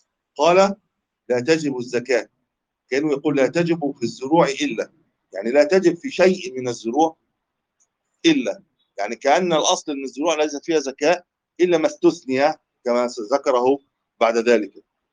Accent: Egypt; قد لا يكون عندنا في مصر التمر قوت

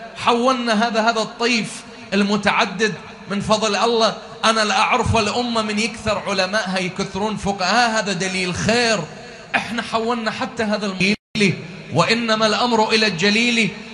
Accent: Iraq; إحنا كمجتمع عراقي ومو بس المجتمع العراقي

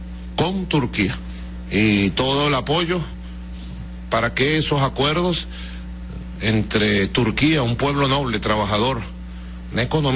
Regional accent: Caracas, Capital District, Venezuela; Yo crecí en medio de una comunidad italiana bastante grande, donde yo nací y me crié aquí en Caracas. Bueno, en el edificio, aún allí está el edificio San Pedro, ¿no? Allí en cada piso vivía una familia italiana.

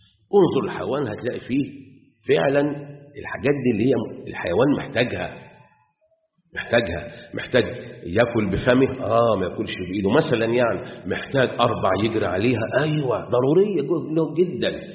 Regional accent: Egypt; واحنا بالذات مصريين عندنا جميع ازواج النبات، ابل وبحر

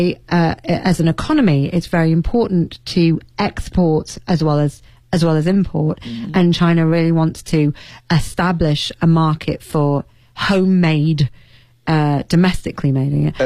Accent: England, United Kingdom; I'm English, so I think that.

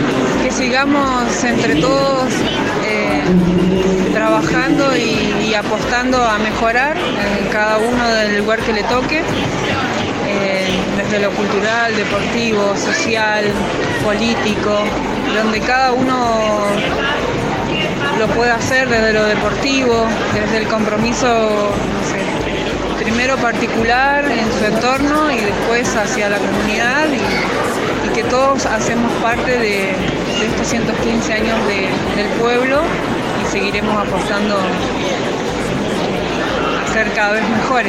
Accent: Epuyén, Chubut, Argentina; Yo nací y viví toda mi vida acá, hace 38 años que estoy en Empuyén.

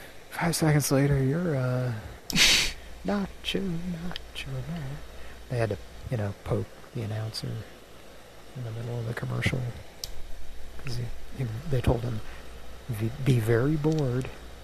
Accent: Scotland, United Kingdom; Actually, I'm very Scottish, so I guess I could do that.

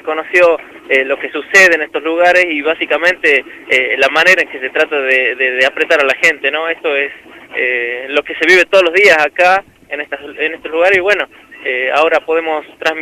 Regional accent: Andalgalá, Catamarca, Argentina; en ese vehículo, en este auto que nos ha traído a Andalgalá. He podido respirar un ratito el aire de mi pueblo

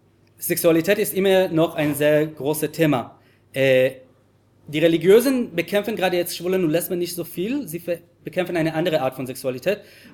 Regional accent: Jerusalem, Jerusalem District, Israel; German is a second language; ich bin in Jerusalem aufgewachsen, bis heute wurde ich nicht trauen, mit einem Mann zu küssen auf der Straße in Jerusalem

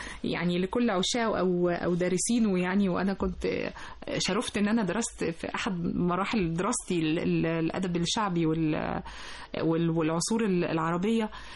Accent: Egypt; وتعلمنا الحب على أرض مصر لأن احنا ولاد مصر

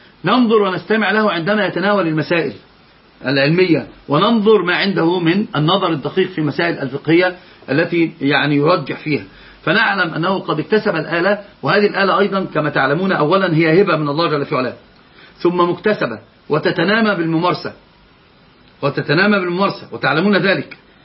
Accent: Egypt; وضبط عندنا في مصر ضبط ثالث.

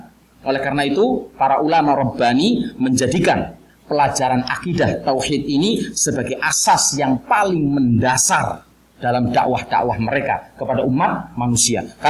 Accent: Java, Indonesia; Mungkin karena saya ini orang Jawa, banyak istilah yang saya keluarkan dengan ya kan istilah-istilah Jawa.

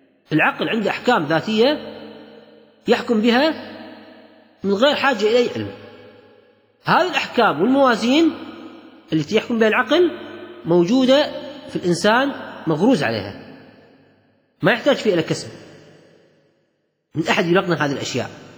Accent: Kuwait; وهذا إطلاق موجود عند الكويتيين في لهجتنا العامية.

